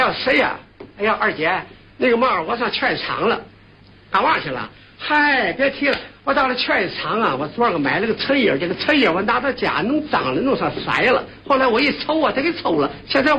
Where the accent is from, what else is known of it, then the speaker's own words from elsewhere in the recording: Tianjin, China; 我们天津人说话还有一个齿音字，这个齿音字啊。